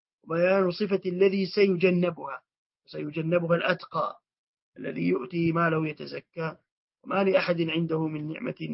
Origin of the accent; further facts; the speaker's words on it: Hijaz, Saudi Arabia; accent: Hijazi; دسه أي أخفه بالعامية عندنا في الحجاز وربما في مناطق أخرى،